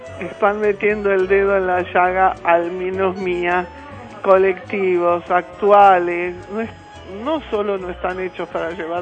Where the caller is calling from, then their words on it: Buenos Aires, Argentina; de Villa Crespo, un abrazo.